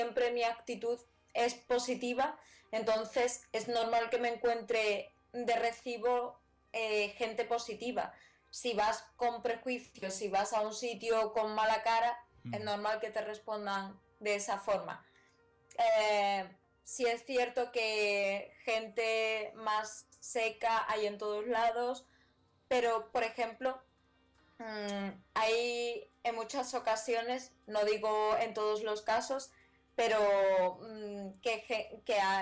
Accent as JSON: {"language": "Spanish", "town": "Seville", "region": "Andalusia", "country": "Spain", "said": "es como los sevillanos, todos sabemos bailar sevillanas y somos muy graciosos. Y, por ejemplo, estáis hablando con la sevillana que no sabe bailar sevillana"}